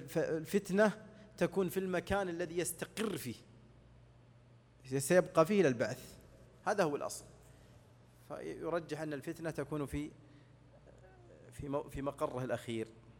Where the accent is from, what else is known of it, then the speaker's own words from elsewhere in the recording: Saudi Arabia; مثل الآن عندنا في السعودية الآن أيام مضت